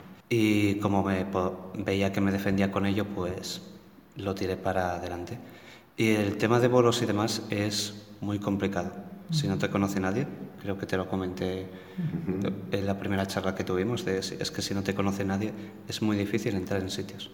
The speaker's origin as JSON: {"language": "Spanish", "town": "Gijón", "region": "Asturias", "country": "Spain", "said": "Soy de Gijón y bueno, me habéis invitado ahora."}